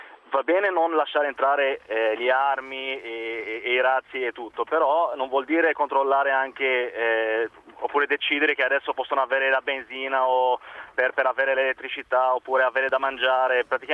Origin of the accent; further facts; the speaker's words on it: Beirut, Beirut Governorate, Lebanon; Italian is a second language; now in Milan, Italy; Sono del Libano, Beirut, e sono qui in Italia da 7 anni.